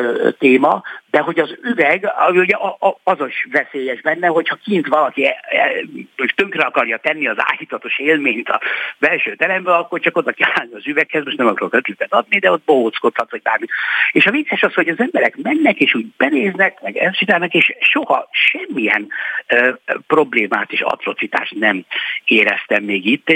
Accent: Budapest, Hungary; én itt nőttem föl a 7. kerületben, gyakorlatilag 6.-7. kerületben az iskoláimat itt végeztem, Asztóriánál nevelkedtem, ott születtem.

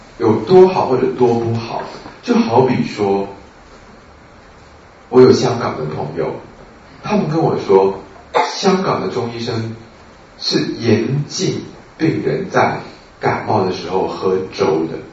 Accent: Taiwan; 跟我们台湾人的稀饭差不多，对不对？

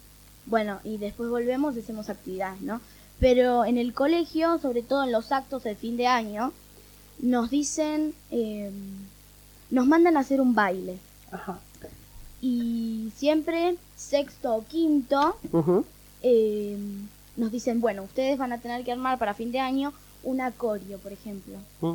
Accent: Buenos Aires, Argentina; born there; now in Capilla del Monte, Argentina; Sí, nací en Buenos Aires.

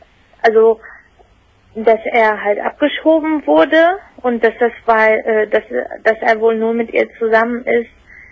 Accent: Turkey; Und zwar, also es ist so, ich bin Türkin.

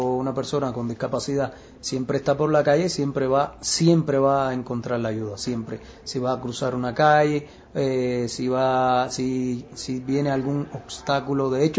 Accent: Sancti Spíritus, Cuba; yo soy cubano y soy de una de las primeras 7 villas fundadas en Cuba, en el centro del país, que se llama Santi Espíritu, que es en latín, por supuesto, ¿no? Que es Espíritu Santo el nombre. Y fue fundada en 1514.

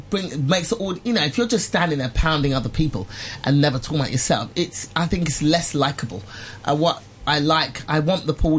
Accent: England, United Kingdom; moved away as an adult; now in Los Angeles, United States; So my mother, my mum and dad are Nigerian, and they went to London, and I was born and raised in England.

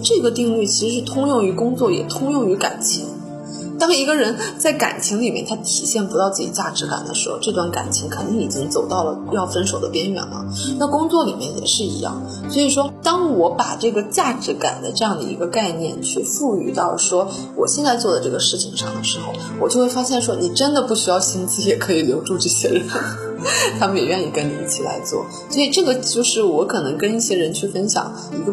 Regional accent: Northeast China, China; also born or lived in United States; 美国人啊，他是跟我们中国的东北人，我老家的家乡人非常的相近，是非常热情好客的

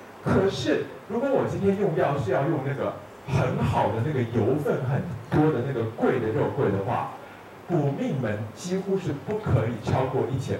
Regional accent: Taiwan; 因为我们台湾人的那个1钱是3.75克

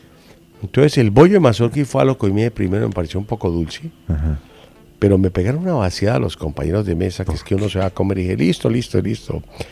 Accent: Colombia; Señorita, con el respeto que me mereces como colombiana, te recomiendo pues que no nos cuentes eso, o a mí por lo menos, porque estamos aquí tres colombianos.

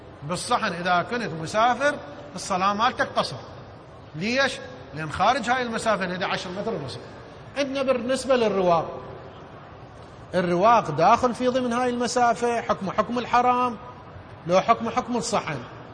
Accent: Iraq; يعني مثلا احنا عندنا بالعراق شخص إذا يسعى ببناء بيت بشكل تدريجي

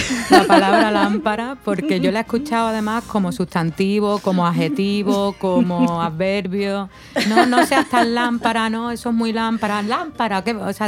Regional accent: Cádiz, Andalusia, Spain; also born or lived in Cuba; now in Ecuador; yo en España soy de Cádiz, ¿no?, que es el sur de España, que es donde peor se habla el español, o donde mejor, según quien lo diga, ¿no?, pero donde se habla un español un poco bastardo.

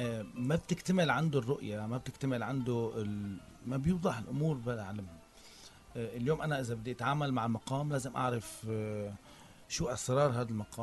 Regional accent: Aleppo, Aleppo Governorate, Syria; نحن عندنا بحلب تلبيسات، حفلات شعبية، أعراس

